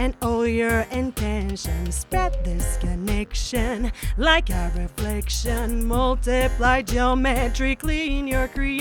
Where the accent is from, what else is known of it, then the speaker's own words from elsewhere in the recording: Mexico; Yo crecí aquí en México